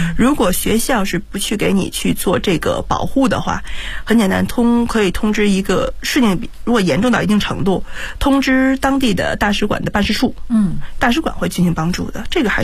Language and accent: Chinese; Beijing, China; 因为毕竟我是土生土长在北京的一个孩子，